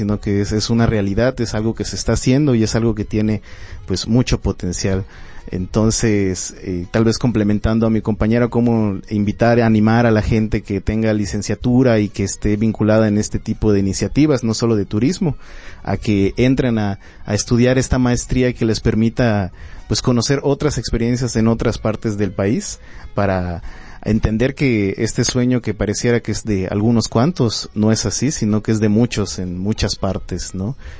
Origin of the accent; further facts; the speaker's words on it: Yucatán Peninsula, Mexico; yo vengo de la tierra del Mayap, ahí en la península de Yucatán